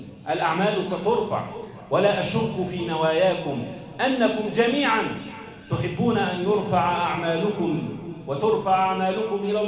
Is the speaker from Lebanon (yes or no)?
no; Egypt; بلدنا مصر